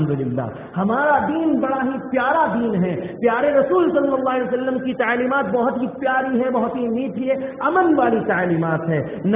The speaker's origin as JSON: {"language": "Urdu", "country": "India", "said": "O Indians, I am also Indian, الحمد للہ. اے ہندوستانیوں، میں بھی ہندوستانی ہوں، میں ہندوستانی مسلمان ہوں الحمد للہ."}